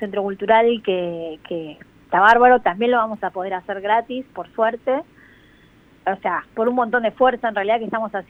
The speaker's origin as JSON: {"language": "Spanish", "country": "Argentina", "said": "la mayoría del equipo somos de Argentina"}